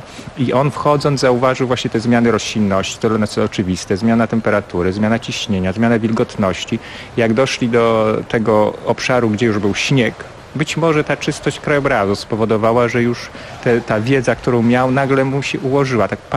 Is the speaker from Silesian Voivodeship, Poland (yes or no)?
no; Podlaskie Voivodeship, Poland; na Podlasiu, gdzie się wychowałem, jeszcze w moim dzieciństwie odróżniano wymowie CH i H.